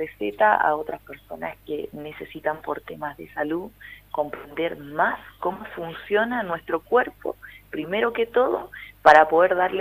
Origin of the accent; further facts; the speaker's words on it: Chile; vengo desde Chile. Estoy en una gira por Argentina de talleres